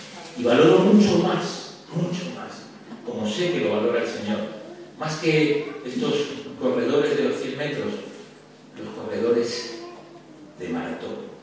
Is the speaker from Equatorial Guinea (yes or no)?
no; Spain; born there; Pero yo nací aquí en España y eso es muy español